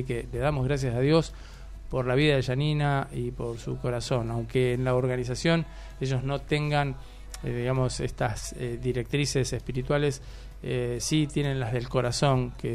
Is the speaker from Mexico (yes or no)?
no; Argentina; para que nos unamos como argentinos